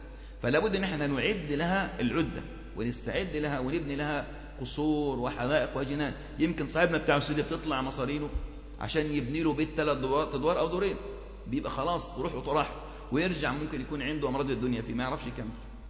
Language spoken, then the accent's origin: Arabic; Egypt; برضو عندنا في مصر الوقف كان كثير جدا